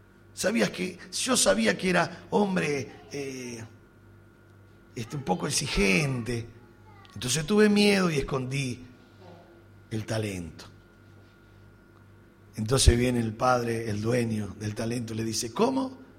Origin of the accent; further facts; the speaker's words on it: Uruguay; como uruguayo que soy y racionalista que somos, somos pensadores.